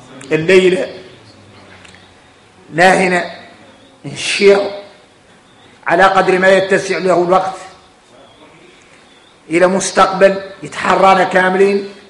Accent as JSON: {"language": "Arabic", "country": "Mauritania", "said": "يعيش في الدنيا يوكل ويشرب وفينا احنا موريتاني"}